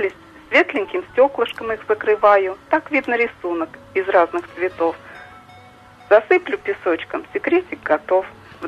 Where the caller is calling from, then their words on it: Bogorodsk, Nizhny Novgorod Oblast, Russia; Да, я из Богородска.